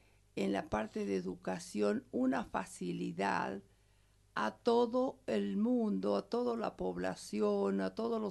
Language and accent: Spanish; Argentina; Nos criamos, los argentinos, y yo soy argentina, pero me siento bolivariana y latinoamericana.